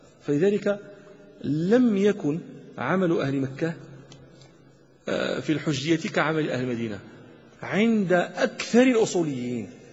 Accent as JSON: {"language": "Arabic", "country": "Morocco", "said": "عندنا في المغرب شيء يسمى عمل أهل فاس"}